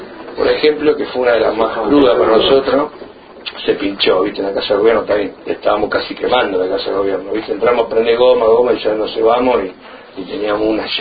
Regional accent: Centenario, Neuquén, Argentina; yo soy de Centenario, que está a 7 kilómetros de la fábrica, y a 7 kilómetros está Neuquén Capital.

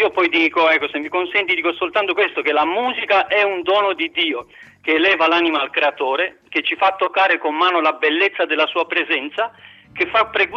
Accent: Bucharest, Romania; Italian is a second language; vivevo a Bucarest, che è la mia città d'origine, dove sono nato

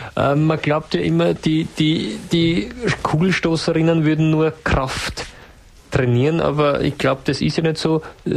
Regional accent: Austria; dafür sind wir Österreicher in der ganzen Welt berühmt.

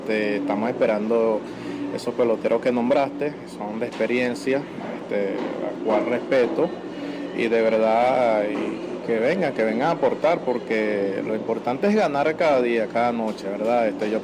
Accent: El Tigre, Anzoátegui, Venezuela; mi familia me va a ver, ya que yo soy del Tigre

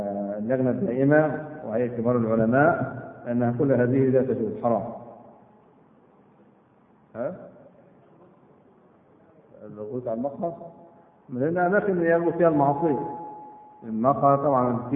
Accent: Egypt; احنا من مصر كنا عن النسب

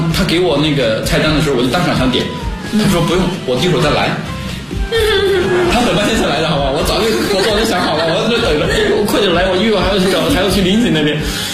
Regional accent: China; 只是我们中国人，你有我记得咱们也读过很多文章

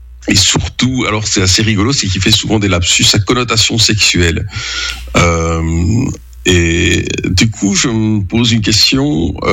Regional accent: Wallonia, Belgium; also born or lived in Brussels; même si on a une grande proximité en tant que Belge, ben lui il est flamand, tandis que moi je suis wallon et bruxellois.

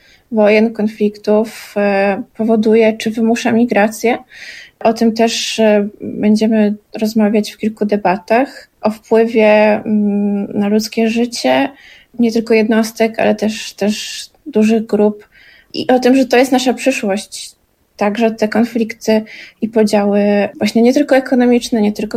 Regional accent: Gdańsk, Pomeranian Voivodeship, Poland; no bo pochodzę z Gdańska, więc ten powrót do wód to jest też powrót, mój powrót do wody.

